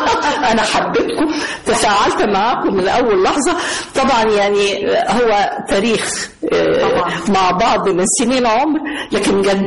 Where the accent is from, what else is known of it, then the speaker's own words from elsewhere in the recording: Egypt; بموت في مصر بحب مصر انا مصر انا من مصر انا بنت